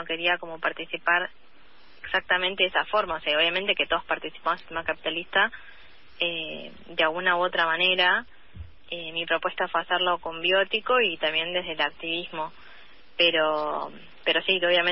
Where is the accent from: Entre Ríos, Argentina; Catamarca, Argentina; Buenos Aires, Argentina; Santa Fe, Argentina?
Buenos Aires, Argentina; La Salada; born there; yo nací en La Salada